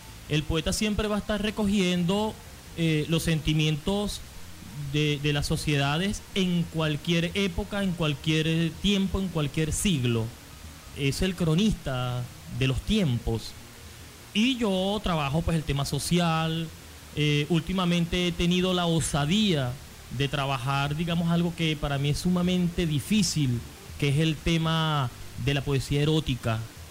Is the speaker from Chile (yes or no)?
no; Carora, Lara, Venezuela; also born or lived in Maracaibo / Mérida / Caracas; yo nací en Maracaibo, y cuando nací me llevaron para Carora, y allí estuve mucho tiempo, y luego me fui para Mérida.